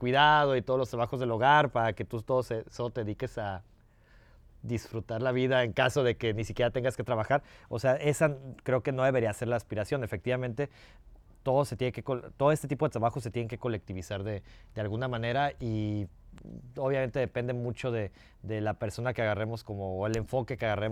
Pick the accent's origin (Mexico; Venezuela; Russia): Mexico; Guadalajara, Jalisco; born there; en el barrio donde yo nací, que es en el oriente de Guadalajara, que es una zona... pues sé que Guadalajara es una ciudad muy segregada, entonces no es una zona rica para nada.